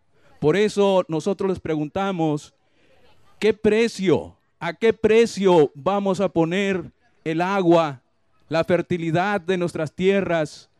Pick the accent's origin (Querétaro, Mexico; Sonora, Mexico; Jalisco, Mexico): Sonora, Mexico; Cananea; born there; yo nací en Cananea y durante toda mi vida me he percatado de todos los daños que causa la actividad minera.